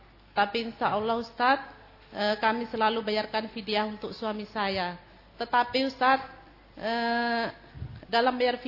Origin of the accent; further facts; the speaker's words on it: West Sumatra, Indonesia; asal dari Kampung Sungai Limau, Nagari Sungai Sri, Kecamatan Silaut, Kabupaten Pesisir Selatan, Sumatera Barat.